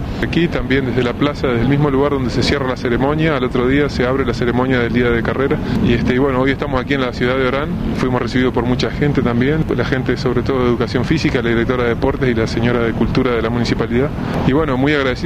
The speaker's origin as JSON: {"language": "Spanish", "country": "Uruguay", "said": "Vengo de Uruguay"}